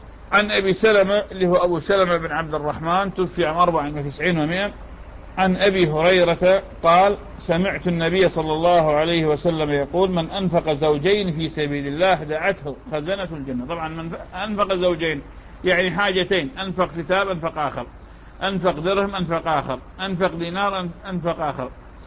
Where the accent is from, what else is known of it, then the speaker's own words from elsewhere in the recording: Iraq; accent: Iraqi; يعني هذا المسعر شلون في لهجتنا العراقية